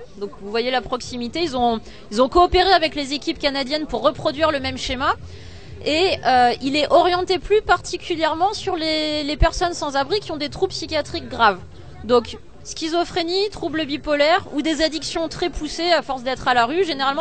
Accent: Nantes, Pays de la Loire, France; Nous, on est de Nantes.

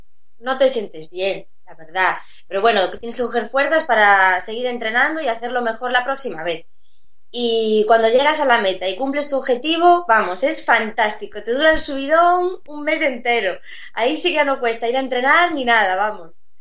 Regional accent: Santiago de Compostela, Galicia, Spain; es otra de las ciudades grandes de Galicia, yo soy de Santiago.

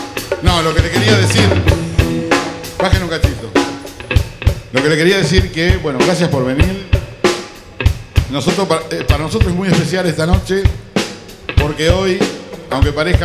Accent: Argentina; como buenos argentinos que somos

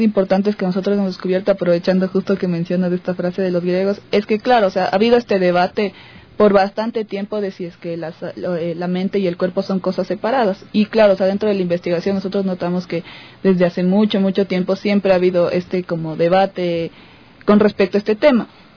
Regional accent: Ecuador; uno de los problemas esenciales que tenemos nosotros como cultura ecuatoriana

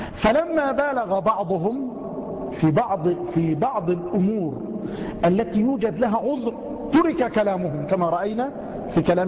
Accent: Egypt; مع أن الجزر والسماك عندنا في مصر يعني منيرات

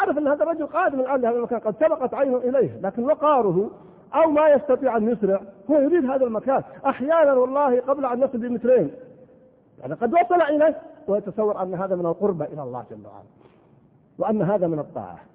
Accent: Al-Qassim, Saudi Arabia; طبعا عندنا في القصيم أنا ما أدري هو موجود في بعض المناطق أو لا

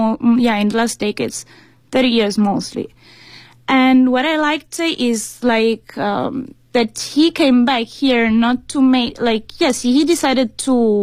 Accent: Italy; English is a second language; now in China; Hi, everyone. … I'm from Italy.

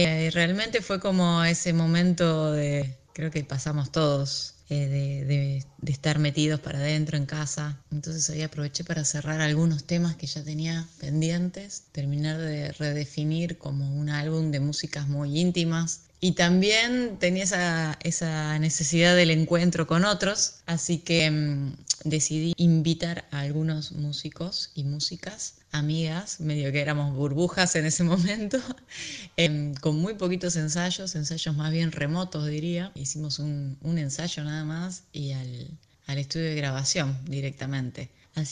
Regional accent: Salta, Argentina; Es un dique que queda cerca de mi ciudad natal, que es Salta, al norte de Argentina. Es un lugar muy, muy bello, con mucha naturaleza, con un embalse de agua, donde ahí jugaba mucho de niña

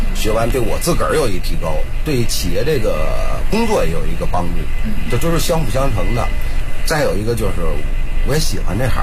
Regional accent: Beijing, China; 土生土长在北京，也没离开这前门地区

